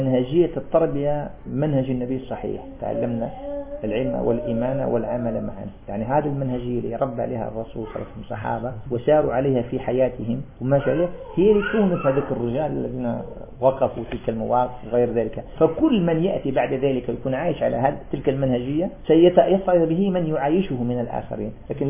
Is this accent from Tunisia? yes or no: no; Algeria; قول طالب علم في عندنا في الجزائر